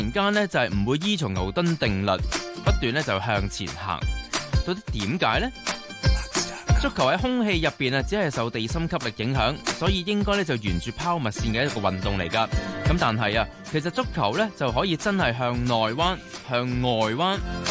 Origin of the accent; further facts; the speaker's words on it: Hong Kong; 特别好似碧咸咁样，我哋香港人中意咧叫碧咸嗰种射法叫七旋斩